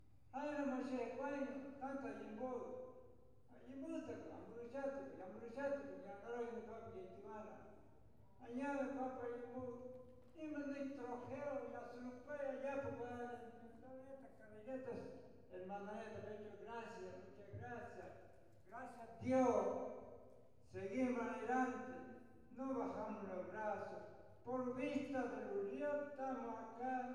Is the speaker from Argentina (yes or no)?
yes; Argentina; Yo soy a los guaraníes. Somos todos misma sangre. Somos Argentina. Somos pueblo de guaraní, pueblo de la Argentina.